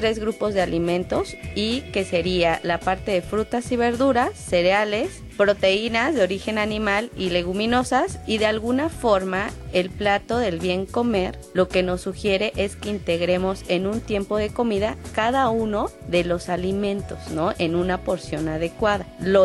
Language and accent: Spanish; Mexico; nosotros como mexicanos, es una dieta muy abundante.